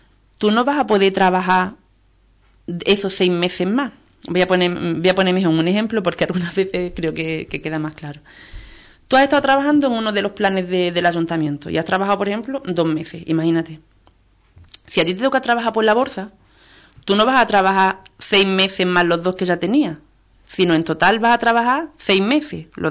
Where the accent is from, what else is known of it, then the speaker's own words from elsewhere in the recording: Ubrique, Andalusia, Spain; Aquí somos todos de Ubrique, y para lo bueno y para lo malo nos conocemos todos.